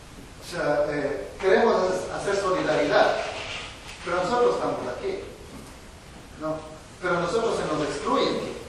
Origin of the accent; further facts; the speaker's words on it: Ecuador; now in Bilbao, Spain; yo soy de Ecuador y bueno, resido aquí en Bilbao